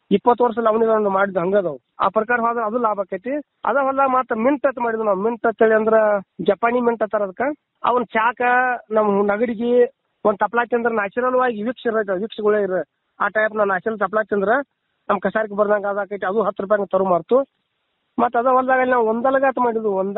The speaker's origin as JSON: {"language": "Kannada", "town": "Pamaldinni", "region": "Karnataka", "country": "India", "tie": "born or raised there", "said": "ನಮ್ಮೂರು ಪಾಮಲದಿನಿ ಗೋಕಾಕ್ ತಾಲೂಕು ಜಿಲ್ಲಾ ಬೆಳಗಾವಿ."}